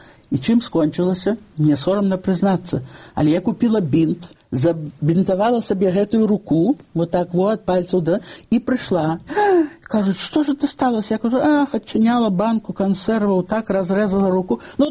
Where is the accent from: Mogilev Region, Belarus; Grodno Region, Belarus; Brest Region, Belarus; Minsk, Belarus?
Mogilev Region, Belarus; Babruysk; born there; Дарэчы, я нарадзілася ў Бабруйску